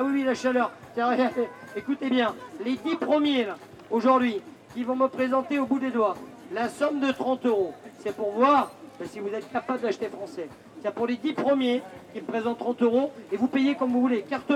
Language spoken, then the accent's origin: French; Grasse, Provence-Alpes-Côte d'Azur, France; Si on s'amuse à additionner le prix de chaque parfum dans les magasins, ou chez nous à Grasse, même quand vous venez visiter les usines